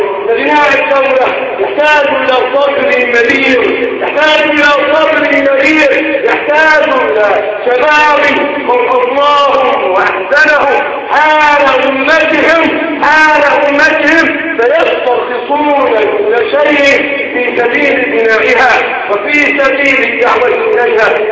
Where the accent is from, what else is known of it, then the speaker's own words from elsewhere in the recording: Egypt; أهل بلدنا مصر وعلى شعبها وعلى جيشها وعلى سلطتها